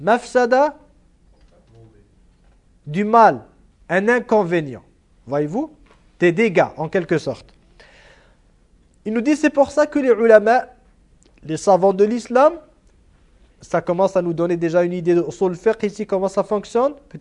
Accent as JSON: {"language": "French", "country": "Iran", "said": "Moi, je viens de l'Iran, je suis chiite d'origine"}